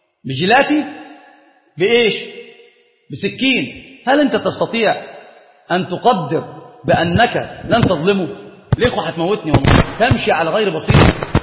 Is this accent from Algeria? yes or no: no; Upper Egypt, Egypt; فأنا صعيدي، والله صعيدي، أنا صعيدي